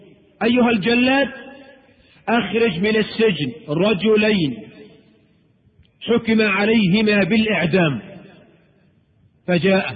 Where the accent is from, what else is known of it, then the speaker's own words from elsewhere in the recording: Egypt; وبعض الشواذ عندنا في مصر